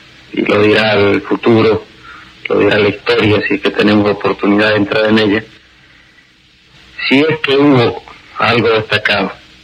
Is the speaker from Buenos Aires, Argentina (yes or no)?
no; Rosario, Santa Fe, Argentina; born there; que nací en la Argentina.